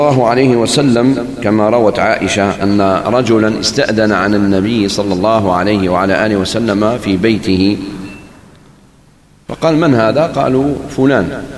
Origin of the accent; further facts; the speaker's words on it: Algeria; خاصة نحن جزائريين كثير منا لا يفرق بين المدارات والمداهنة